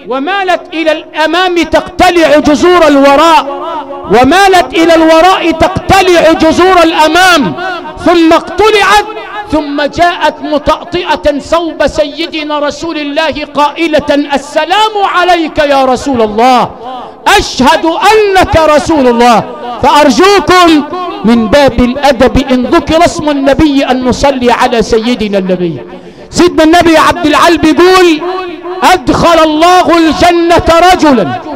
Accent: Zagazig, Sharqia Governorate, Egypt; وانا من الزقازيق الشرقية؟

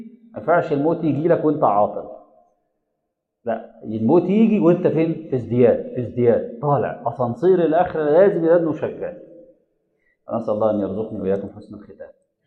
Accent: Egypt; وفي ناس في المدينه المنوره وفي ناس عندنا في مصر ما عرفوش اللي حصل

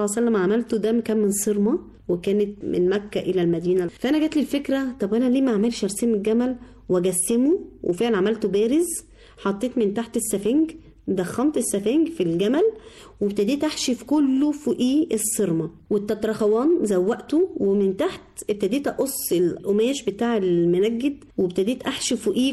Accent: Egypt; نحافظ على البيئه بتاعتنا او هويتنا كمصريين

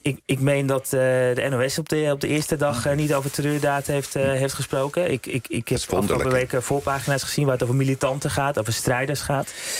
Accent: Amsterdam, North Holland, Netherlands; Ik ben opgegroeid in Amsterdam Nieuw-West.

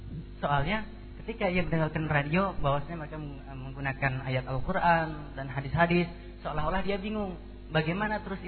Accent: Bagansiapiapi, Riau, Indonesia; mungkin sampai ke daerah saya, daerah Bagan Siapit, daerah pelosok di sana kan.

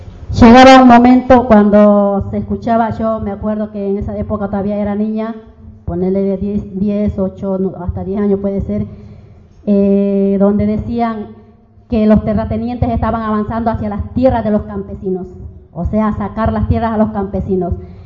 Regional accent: Santa Cruz, Bolivia; also born or lived in Sucre; Yo soy de Sucre, nací en Sucre, pero fui radicada en Santa Cruz, porque, bueno, mi padre se fue a Santa Cruz y terminé siendo radicada más en su mayoría ahí. Pero siempre viviendo en la parte más campesina, en los pueblos más alejados de la ciudad

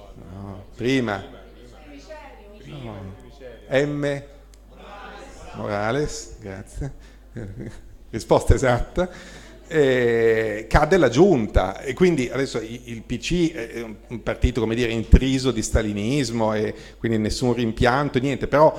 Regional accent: Bologna, Emilia-Romagna, Italy; poi lo dico da bolognese, quindi veramente stalinismo peso

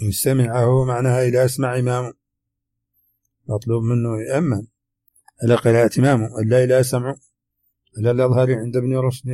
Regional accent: Mauritania; accent: Hassaniya; هذه ترجمة كلمات من لهجتنا الحسانية أردت في هذا الشريط، قد تخفى على العربي الفصيح

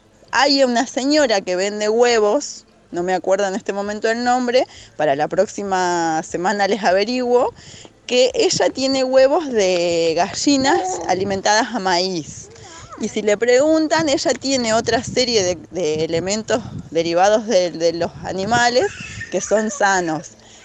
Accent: Tarija, Bolivia; yo que soy de Tarija, que es Bolivia, es zona de valle, donde se produce maní, maíz, papa.

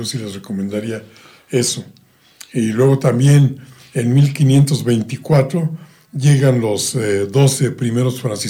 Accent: Mexico; yo creo que como mexicano nos debe llenar de orgullo

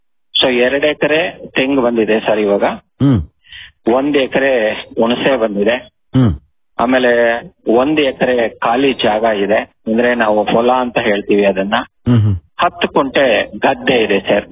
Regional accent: Chikkanaramangala, Karnataka, India; ನಾನು ತುಮಕೂರಿನಲ್ಲಿ ಇದ್ದೇನೆ. ನಮ್ಮ ಊರು ಚಿಕ್ಕನಾರಮಂಗಲ ಗ್ರಾಮ, ಬೆಳ್ಳಾವಿ ಸೋಮಲಿ, ಆಮೇಲೆ ತುಮಕೂರು ತಾಲೂಕು ಮತ್ತೆ ತುಮಕೂರು ಡಿಸ್ಟಿಕ್ಗೆ ಬರುತ್ತೆ ಇದು. ಸೊ ನನಗೆ ಈಗ 55 ವರ್ಷ.

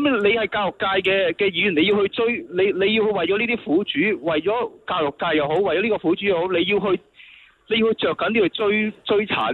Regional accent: Hong Kong; 帮我们香港人做一些事

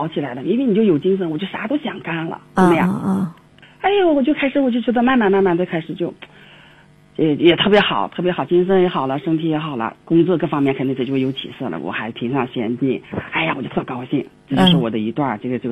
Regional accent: Taiyuan, Shanxi, China; 我是太原的嘛，

